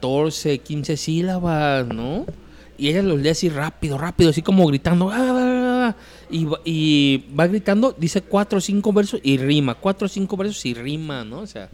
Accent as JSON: {"language": "Spanish", "country": "Mexico", "said": "mexicano sí, sí."}